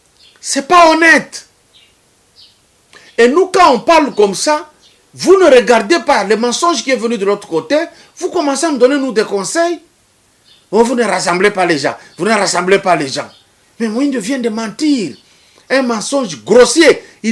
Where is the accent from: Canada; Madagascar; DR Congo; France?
DR Congo; Lomami; Moi, je suis de Olomami. Il y a quoi là-bas?